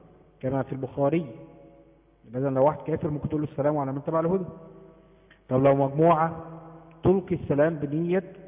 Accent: Egypt; زي عندنا في مصر

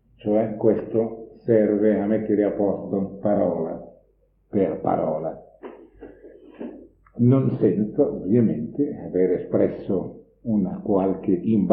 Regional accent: Bologna, Emilia-Romagna, Italy; io stesso sono bolognese di nascita, voglio dire di formazione

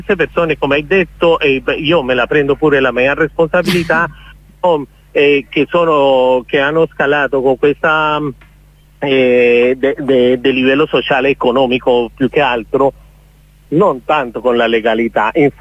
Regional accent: Cali, Valle del Cauca, Colombia; Italian is a second language; io che sono di Cali, tu che la conosci, per noi è molto importante, una maglietta, fa parte della nostra cultura, che si chiama la guayabera

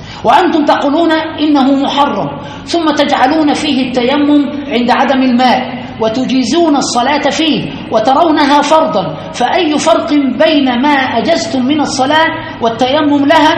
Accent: Aswan, Aswan Governorate, Egypt; كثير من الناس يعني عندنا في أسوان وفي كثير من البلدان هم من آل البيت

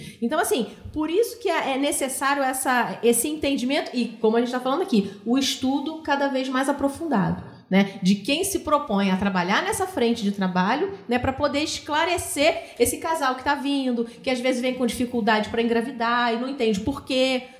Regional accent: Rio de Janeiro, Brazil; accent: carioca; now in São José dos Campos, Brazil; tem 14 anos que eu moro em São José, né? Não dá para perceber que eu sou carioca, né, gente? O sotaque, o chiado ainda.

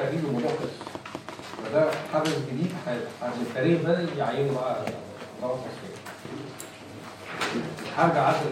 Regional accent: Egypt; الواقع العملي عندنا في مصر

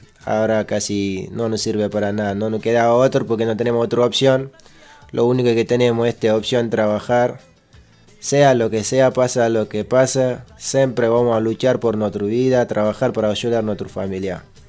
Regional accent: Senegal; Spanish is a second language; now in La Plata, Argentina; somos unos grupos de Senegal que está en La Plata.

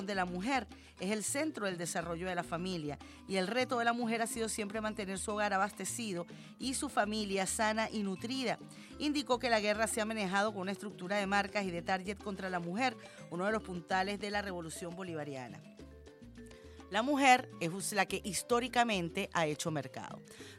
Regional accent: Venezuela; Qué chévere somos los venezolanos. Qué groseros somos los venezolanos. Qué vivos somos los venezolanos.

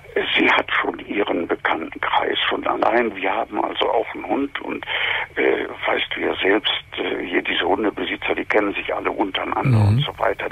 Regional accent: East Germany, Germany; Wie gesagt, ich bin Jahrgang 38, stamme aus dem Osten, habe als Kind im Krieg ganz schlimm erlebt

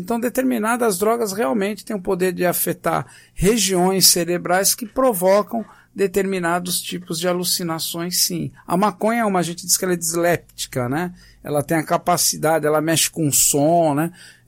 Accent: São Paulo, Brazil; No meu caso, eu cresci num bairro da Pompeia, em São Paulo.

